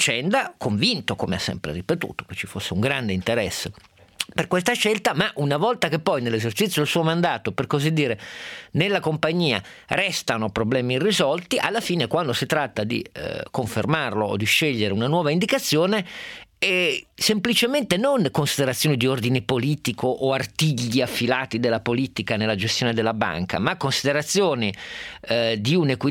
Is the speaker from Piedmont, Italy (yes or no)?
yes; Turin, Piedmont, Italy; lo dico da torinese in quel caso